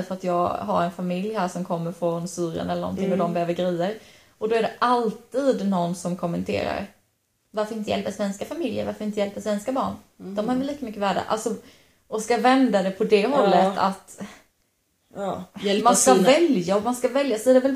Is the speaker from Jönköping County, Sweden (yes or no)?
yes; Sävsjö, Jönköping County, Sweden; Vi kommer ju från Sävsjö allihopa, Sävsjö kommun.